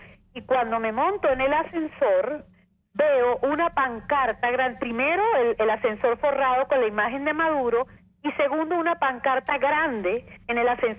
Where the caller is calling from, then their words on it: Baruta, Miranda, Venezuela; de Baruta.